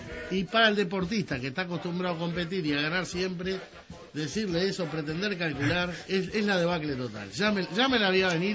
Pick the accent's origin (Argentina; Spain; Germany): Argentina; Solo nosotros como argentinos tenemos derecho a forrearla